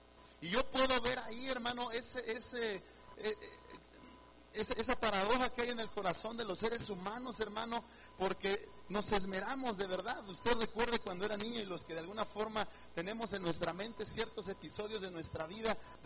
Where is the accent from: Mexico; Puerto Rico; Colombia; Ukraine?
Mexico; Yo tiré un penalti como buen mexicano